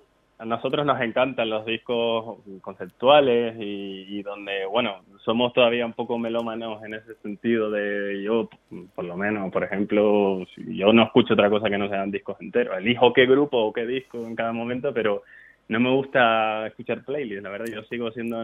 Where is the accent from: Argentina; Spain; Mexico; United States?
Spain; Canary Islands; somos tres canarios